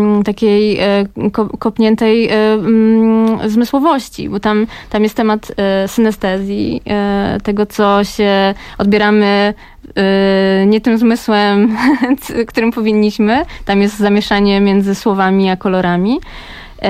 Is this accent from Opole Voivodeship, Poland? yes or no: no; Kraków, Lesser Poland, Poland; ja pochodzę z Krakowa, urodziłam się w Nowej Hucie, ale w takiej Nowej Hucie troszeczkę już nowocześniejsze i ona jest zbliżona trochę już do, powiedzmy, innych dzielnic Krakowa